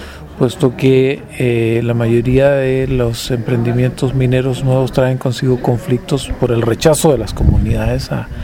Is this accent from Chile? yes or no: yes; Chile; vengo de Chile